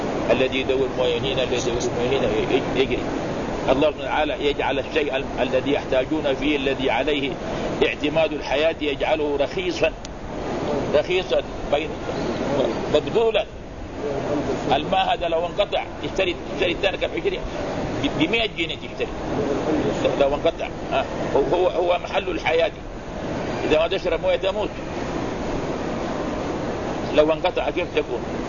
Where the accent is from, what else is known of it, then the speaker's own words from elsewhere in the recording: Mecca, Makkah Province, Saudi Arabia; هنا عندنا في مكة